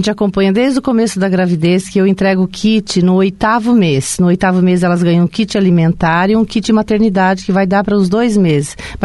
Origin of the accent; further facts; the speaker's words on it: Cianorte, Paraná, Brazil; now in Foz do Iguaçu, Brazil; Eu era bem jovem, quando eu vim para Foz do Iguaçu, tinha meus 17 anos, né?